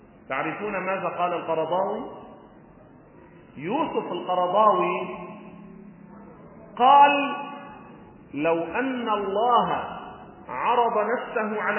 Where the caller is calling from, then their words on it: Beirut, Beirut Governorate, Lebanon; ونحن من بيروت، وحطوا اسمي على التلفزيون وقتها … من بيروت.